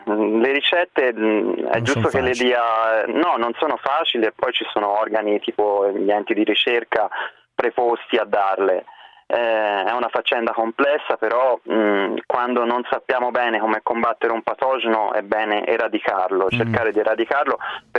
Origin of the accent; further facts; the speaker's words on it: Florence, Tuscany, Italy; Sì, sono fiorentino.